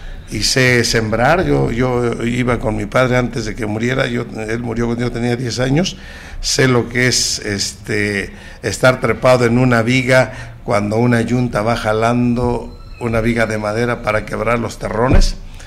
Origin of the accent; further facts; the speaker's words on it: Tlajomulco, Jalisco, Mexico; soy gente de campo, orgullosamente. Soy de Tlajomulco